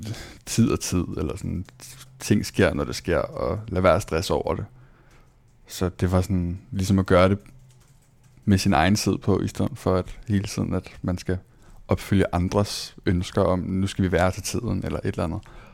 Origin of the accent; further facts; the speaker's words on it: Copenhagen, Capital Region of Denmark, Denmark; født og opvokset i København, flyttet meget som barn